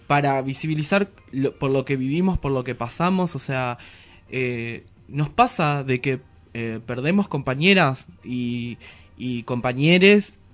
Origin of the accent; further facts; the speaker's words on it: Ibarreta, Formosa, Argentina; la infancia en mi pueblo, en Ibarreta, en la provincia de Formosa.